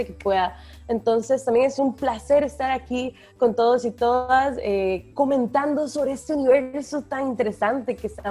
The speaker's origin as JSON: {"language": "Spanish", "town": "Palmares", "region": "Alajuela", "country": "Costa Rica", "said": "somos del mismo cantón, ¿verdad? Somos los dos de Palmares."}